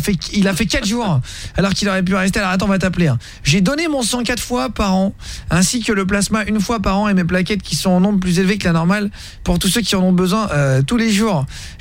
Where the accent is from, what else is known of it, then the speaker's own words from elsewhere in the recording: Orléans, Centre-Val de Loire, France; je viens d'Orléans. J'ai 27 ans aujourd'hui, je suis chauffeur poids lourd frigo.